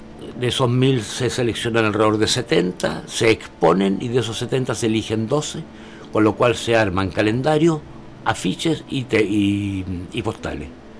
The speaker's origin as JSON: {"language": "Spanish", "region": "Valparaíso", "country": "Chile", "tie": "born there", "said": "croeto, nací aquí en Valparaíso. En el año 1941, hace 67 años, en lo que era el hospital del doctor Enrique Deforme"}